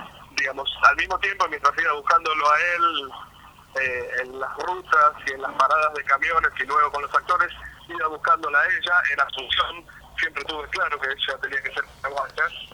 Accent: Buenos Aires, Argentina; Yo soy de Buenos Aires

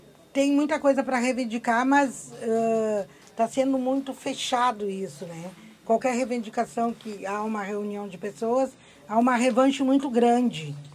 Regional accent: Porto Alegre, Rio Grande do Sul, Brazil; como eu sou de Porto Alegre

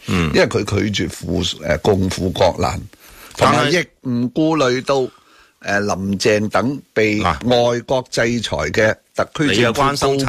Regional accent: Hong Kong; 咁我哋香港人梗系帮翻香港特首

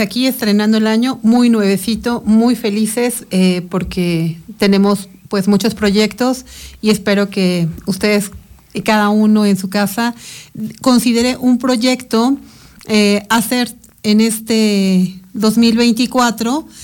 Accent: San Francisco Tlalcilalcalpan, State of Mexico, Mexico; Yo nací en Toluca, pero viví en San Francisco Tlalcilalcalpan, un poblado perteneciente al municipio de Almoloya de Juárez. Sin embargo, es lejano a Almoloya de Juárez este pueblito, es mucho más cercano al municipio de Sinacantepec.

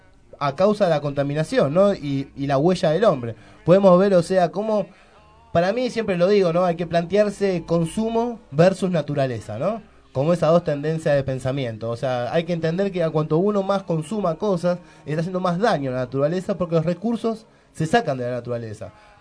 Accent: Argentina; Somos argentinos y nuestra idiosincrasia y el territorio es diferente.

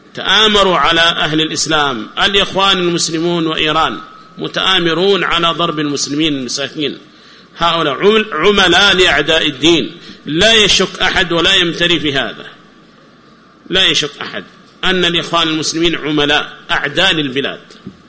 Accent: Yemen; الذين يسمون عندنا في اليمن بحزب الإصلاح

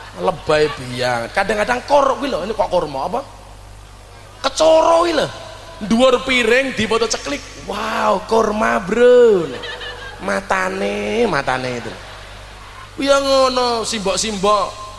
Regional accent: Demak, Central Java, Indonesia; kita orang Demak yang merupakan kota wali, kita pertahankan tradisi-tradisi para wali.

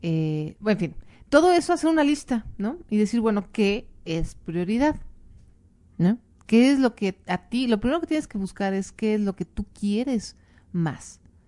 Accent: Mexico; no lo dejen todo como el mexicano, ahí a la última hora, ¿no? Somos famosos por eso

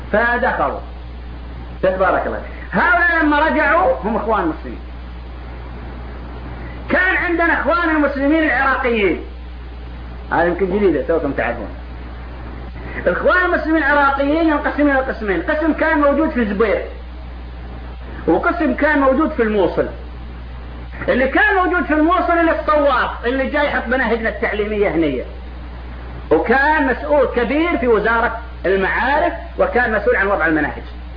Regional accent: Saudi Arabia; وكانت الجامعات عندنا في السعوديه في بدايتها

